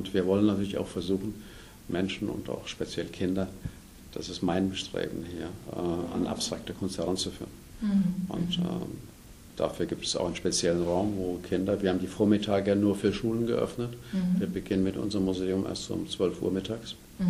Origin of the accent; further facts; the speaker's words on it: Eppstein, Hesse, Germany; also born or lived in Westerwald; Ich komme hier aus der Nähe, aus dem Westerwald eigentlich, aus der Nähe von Weilburg. Bin groß geworden hier in Eppstein im Taunus